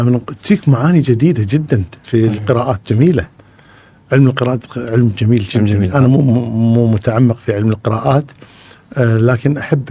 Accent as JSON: {"language": "Arabic", "country": "Kuwait", "said": "أذكر مشكلة عندنا بالكويت"}